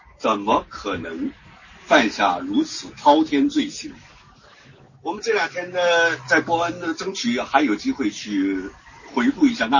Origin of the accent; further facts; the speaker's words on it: China; 让我们中国人都不大能够很好的理解的